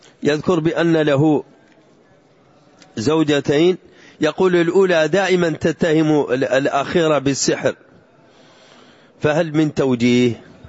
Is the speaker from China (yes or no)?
no; Saudi Arabia; حتى صار يوجد عندنا في السعودية ما يسمى بقصف البويضة